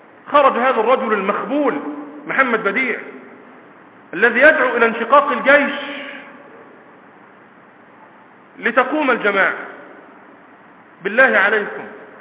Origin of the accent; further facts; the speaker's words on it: Egypt; موجودون اليوم في بلادنا مصر